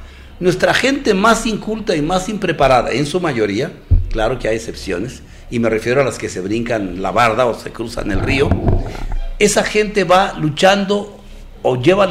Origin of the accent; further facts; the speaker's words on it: Mexico; también tenemos que verlo con responsabilidad como mexicanos